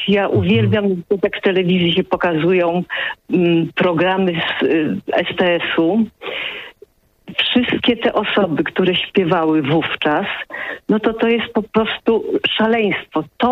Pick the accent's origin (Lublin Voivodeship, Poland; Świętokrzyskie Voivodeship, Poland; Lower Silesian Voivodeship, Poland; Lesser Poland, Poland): Lower Silesian Voivodeship, Poland; Wrocław; moved away as an adult; also born or lived in Łódź; now in Warsaw, Poland; A potem rodzice przyjechali do Wrocławia i tam do końca studiów byłam, a po studiach wyjechałam do Warszawy na dalsze szkolenie